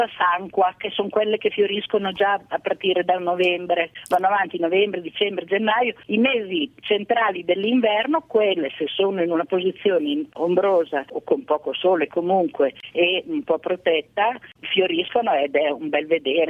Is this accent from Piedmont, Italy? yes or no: yes; Piedmont, Italy; in primavera pioveva una volta tantissimo dalle mie parti, sulle Prealpi piemontesi